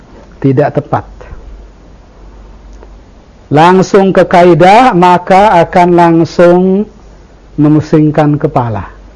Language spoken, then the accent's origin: Indonesian; Indonesia; Kalau saya sudah dengar bahasa Indonesia sejak kecil. Bahkan sejak saya dilahirkan dari perut ibu saya, bahasa ibu saya adalah bahasa Indonesia.